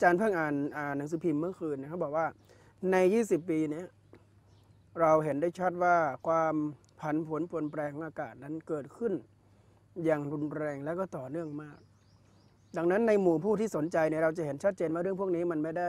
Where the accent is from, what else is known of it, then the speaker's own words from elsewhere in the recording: Chiang Rai, Thailand; ตั้งแต่พระอาจารย์เป็นเด็กเกิดมาที่เชียงรายมันไม่เจออย่างนี